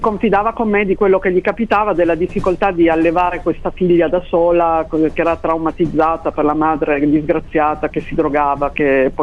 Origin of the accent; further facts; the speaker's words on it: Asti, Piedmont, Italy; Io sono di Asti